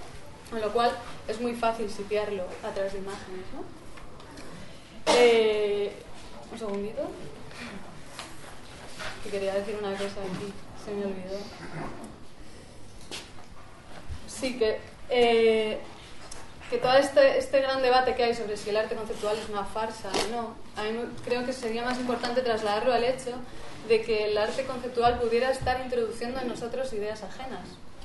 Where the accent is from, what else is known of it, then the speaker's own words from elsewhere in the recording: Madrid, Community of Madrid, Spain; en Madrid, es de donde yo soy